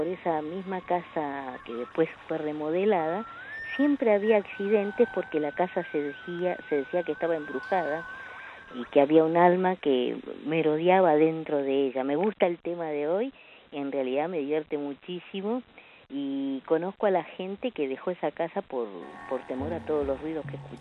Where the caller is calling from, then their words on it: Gualeguaychú, Entre Ríos, Argentina; Y les cuento, acá en Gualeguaychú hay una esquina que es famosa